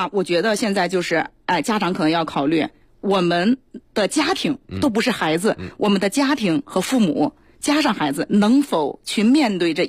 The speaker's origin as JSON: {"language": "Chinese", "region": "Hebei", "country": "China", "said": "我个人是个复读生我不是北京人，对，我是河北人。"}